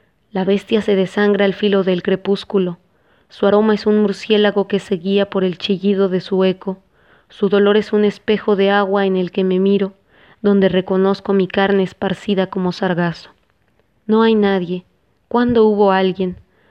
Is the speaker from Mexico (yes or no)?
yes; Mexico City, Mexico; vengo del Distrito Federal, que ahora conocen como Ciudad de México. Me crié en una colonia muy chiquita, muy breve, que llaman El Rodeo.